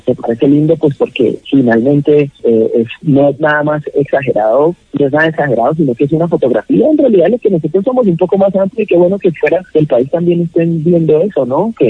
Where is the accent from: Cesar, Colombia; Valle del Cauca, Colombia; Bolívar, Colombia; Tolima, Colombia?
Valle del Cauca, Colombia; Cali; me alegra decirle que ahora que soy yo de Prados del Sur y Colón para el mundo entero.